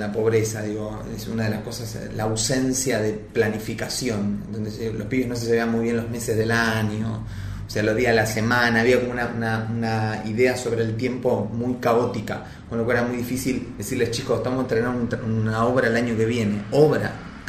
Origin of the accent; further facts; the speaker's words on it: Neuquén, Argentina; Yo no soy de Buenos Aires igual, o sea, soy de Neuquén capital y no soy del centro. Soy de un barrio bien periférico de Neuquén, donde hice jardín, primaria y secundaria, en ese barrio ahí, en el barrio San Lorenzo. Bien conocido en Neuquén.